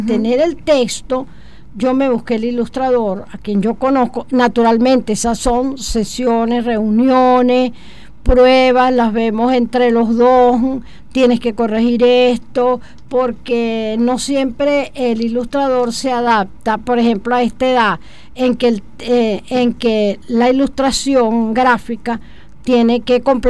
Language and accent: Spanish; Los Teques, Miranda, Venezuela; yo soy de los Altos Mirandinos, concretamente Tequeña. Y algo que marcó mi vida fueron dos cosas. Los trenes y la neblina. Yo iba al colegio en medio de la neblina